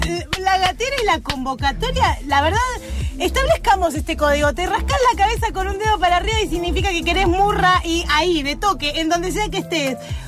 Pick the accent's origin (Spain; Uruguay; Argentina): Argentina; Buenos Aires; Soy oriunda de Villa Crespo y un caballito.